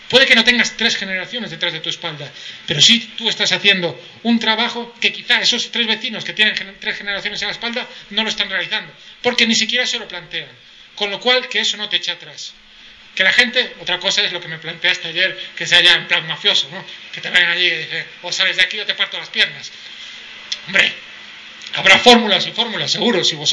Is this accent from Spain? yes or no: yes; Galicia, Spain; yo soy gallego